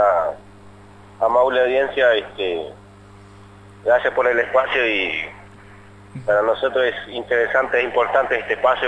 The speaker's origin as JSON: {"language": "Spanish", "region": "Formosa", "country": "Argentina", "lives_now": "Buenos Aires, Argentina", "said": "nosotros somos de Formosa, del norte de Argentina. Uh-huh. Vinimos acá el 14 de febrero y el domingo cumplimos 4 meses."}